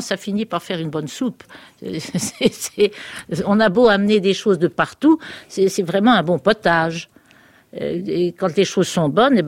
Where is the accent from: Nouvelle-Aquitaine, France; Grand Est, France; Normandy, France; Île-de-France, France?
Normandy, France; Eu; je me sens terriblement française. Je suis née à Eu, ma chère petite ville d'Eu. J'y ai vécu jusqu'à mon mariage. Depuis l'abrogation de la loi d'exil, je retourne souvent à Eu.